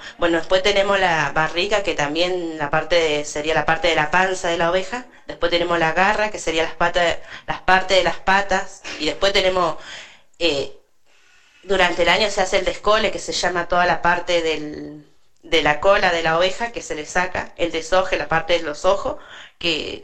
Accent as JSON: {"language": "Spanish", "town": "Cushamen", "region": "Chubut", "country": "Argentina", "said": "yo vengo de Cusamen, pero hace como 14 años estoy viviendo acá en el paraje de Mallinagado."}